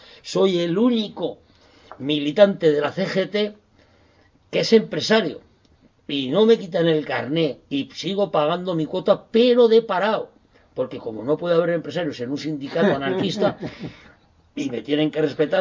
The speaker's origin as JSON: {"language": "Spanish", "town": "Calatayud", "region": "Aragon", "country": "Spain", "tie": "born there", "said": "Bueno, nací en Calatayud."}